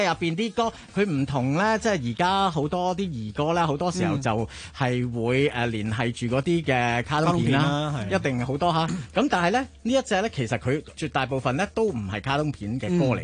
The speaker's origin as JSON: {"language": "Cantonese", "town": "Yuen Long", "region": "New Territories", "country": "Hong Kong", "tie": "born or raised there", "said": "因為細個嘅時候喺元朗大咧，真係周圍都有蜻蜓嘅。"}